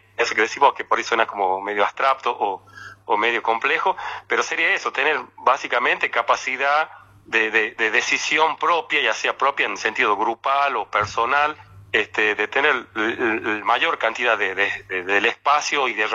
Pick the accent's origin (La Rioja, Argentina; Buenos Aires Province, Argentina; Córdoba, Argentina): La Rioja, Argentina; para quienes somos acá de La Rioja